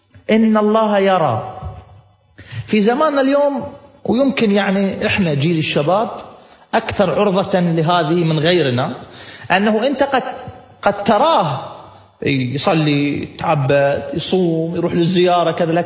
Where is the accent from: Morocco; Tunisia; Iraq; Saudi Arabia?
Iraq; في واحد شيخ قبيلة عندنا في العراق